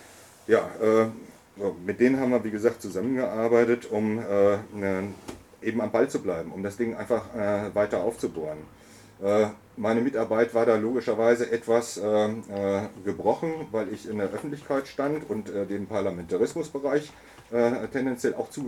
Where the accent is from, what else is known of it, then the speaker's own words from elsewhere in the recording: Hamburg, Germany; das mag sich als Oldie und insbesondere als Hamburger so darstellen